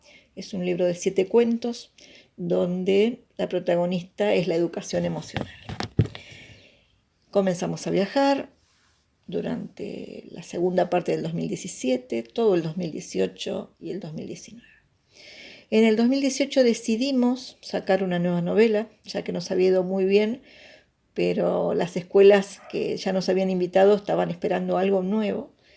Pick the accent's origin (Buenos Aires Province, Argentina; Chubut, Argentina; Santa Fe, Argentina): Buenos Aires Province, Argentina; La Plata; born there; soy escritora, nací en La Plata